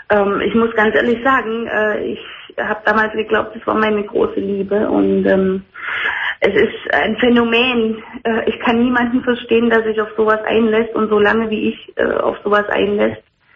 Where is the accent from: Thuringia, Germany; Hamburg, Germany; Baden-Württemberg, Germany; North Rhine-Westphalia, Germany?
Thuringia, Germany; born there; Ich komme gebürtig aus Thüringen und habe mir da aber was aufgebaut.